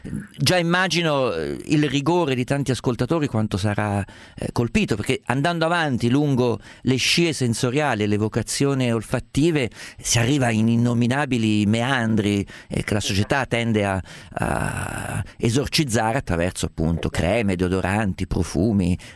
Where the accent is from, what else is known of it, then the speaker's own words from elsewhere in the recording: Umbria, Italy; Guarda, io sono umbro, ero abituato a mangiare l'aglio a pezzi strofinato sulla bruschetta.